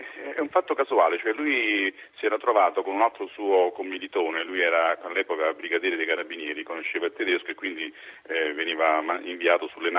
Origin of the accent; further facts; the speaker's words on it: Naples, Campania, Italy; now in Rome, Italy; Io sono di Napoli, però da molti anni vivo a Roma per motivi di lavoro.